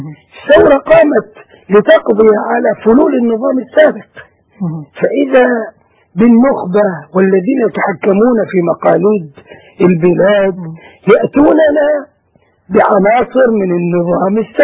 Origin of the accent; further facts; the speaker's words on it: Egypt; نحن كشعب مصري مسلم